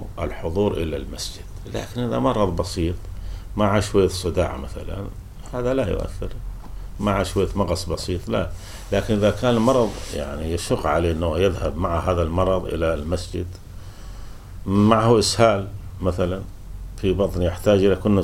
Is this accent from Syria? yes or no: yes; Syria; ولذلك حتى عندنا في سوريا